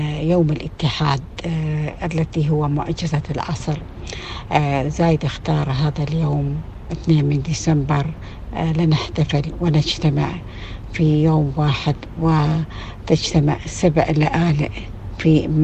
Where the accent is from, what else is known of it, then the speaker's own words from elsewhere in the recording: United Arab Emirates; مثلا نقول افتخر اني اماراتية